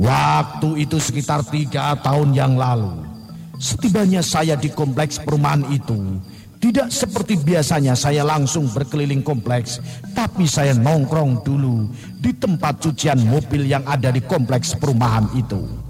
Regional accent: Brebes, Central Java, Indonesia; now in Jakarta, Indonesia; Saya berasal dari Brebes, Jawa Tengah.

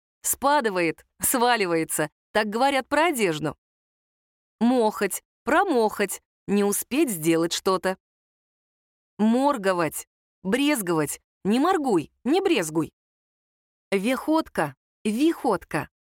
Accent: Votkinsk, Udmurtia, Russia; Мой отец русский, мать татарка. Я родилась, выросла и живу в Удмуртии. Это моя родина, моя гордость и моя любовь.

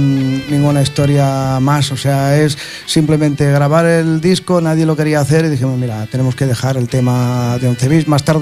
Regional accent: Catalonia, Spain; Yo soy catalán, tío, le dije.

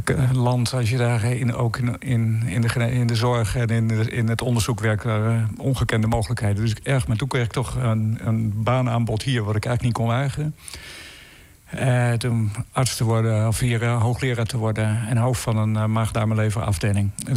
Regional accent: Netherlands; ik ben uit Nederland, dit is wat ik doe, en kan ik bij jou komen werken?

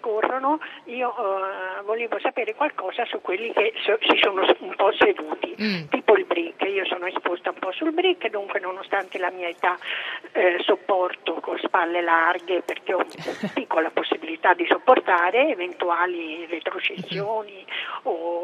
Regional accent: Tuscany, Italy; Da buona toscana, bevo del buon vino toscano

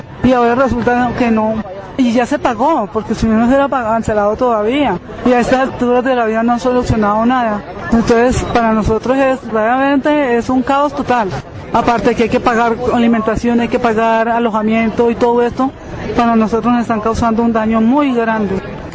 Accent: Armero Guayabal, Tolima, Colombia; venimos de Armero Guayabal

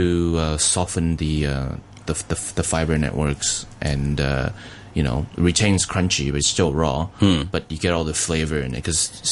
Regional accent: Taiwan; also born or lived in Canada; now in Australia; the Chinese food that I grew up in Taiwan, the Chinese food that I grew up eating in Canada

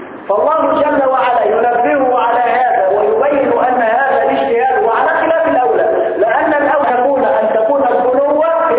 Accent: Egypt; الجماعه اللي عندنا في مصر النهارده

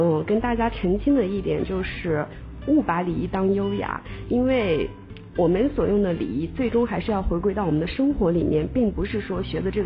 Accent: China; 然后这个我们中国人就是耐不住那个等待红灯的时间

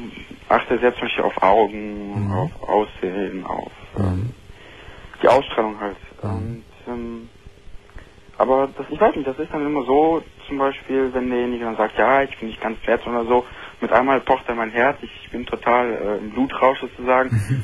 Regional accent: Bonn, North Rhine-Westphalia, Germany; ich komme ja aus Bonn. Bonn ist ja so szenenmäßig nicht viel los. Deshalb fahre ich dann öfters nach Köln

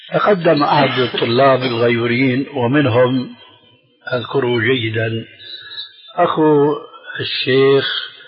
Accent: Damascus, Damascus Governorate, Syria; أخوه عندنا في دمشق

